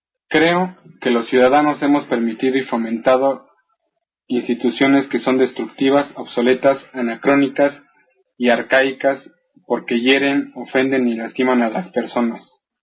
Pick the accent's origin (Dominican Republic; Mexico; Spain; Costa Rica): Mexico; Soy un mexicano afectado profundamente por la violencia.